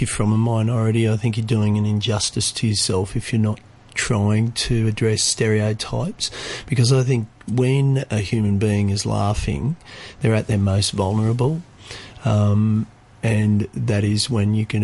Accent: Australia; I'm Australian Aboriginal

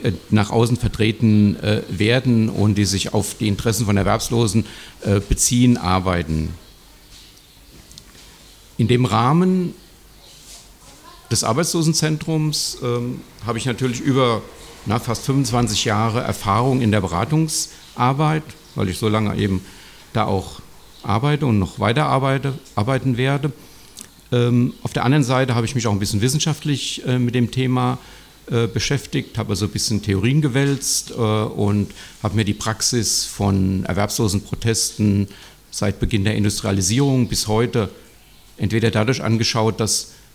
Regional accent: Frankfurt, Hesse, Germany; es wurde ja schon gesagt, ich komme aus Frankfurt

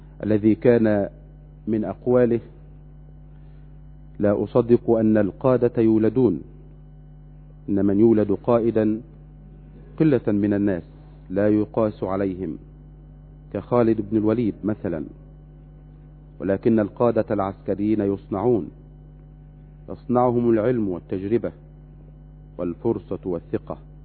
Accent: Egypt; أن تمنحنا وتمنح بلدنا مصر الأمن والأمان والسلم والسلام

